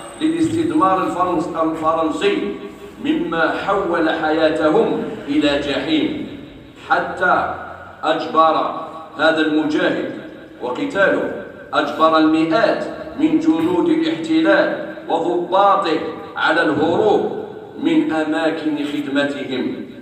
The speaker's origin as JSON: {"language": "Arabic", "country": "Algeria", "said": "وفي بلادنا الجزائر"}